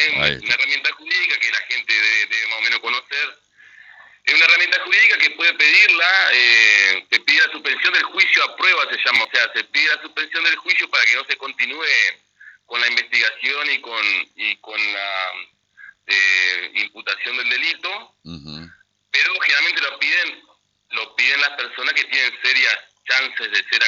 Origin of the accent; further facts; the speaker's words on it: Concordia, Entre Ríos, Argentina; Que sí, diríamos que somos hijos de Concordia.